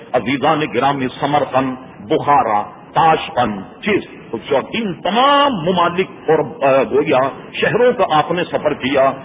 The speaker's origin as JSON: {"language": "Urdu", "town": "Hyderabad", "region": "Telangana", "country": "India", "tie": "born or raised there", "said": "میں نے اس لیے کہا کہ میں حیدرآباد دکن کا رہنے والا ہوں, سقوط حیدرآباد دکن میرے سامنے ہوا. میں اس وقت بہت سمجھدار تھا, 48 سن میں بہت سمجھتا تھا"}